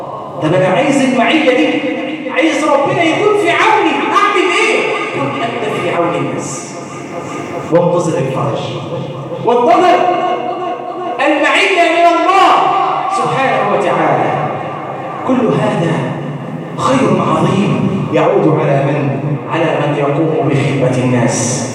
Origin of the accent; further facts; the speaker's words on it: Egypt; اللهم ارزق بلادنا مصر الأمن والأمان